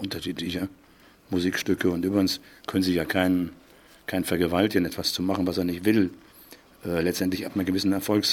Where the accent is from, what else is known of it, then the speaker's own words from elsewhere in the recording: Berlin, Germany; born there; now in Münster, Germany; Ich bin Berliner, aber jetzt mittlerweile seit langer Zeit schon Münsteraner, lebe also in Münster, in Nienberge. Also ich bleibe natürlich gebürtiger Berliner, aber überzeugter und lebender Münsteraner.